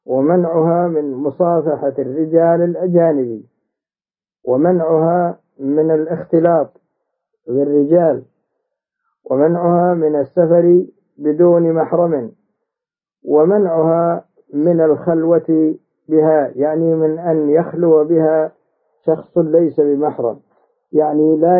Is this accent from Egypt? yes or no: no; Saudi Arabia; كما هو موجود عندنا في المملكة العربية السعودية